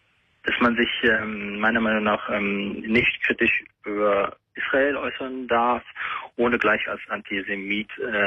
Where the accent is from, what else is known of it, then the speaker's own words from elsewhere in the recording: Germany; Moslem geboren, bin in Deutschland groß geworden.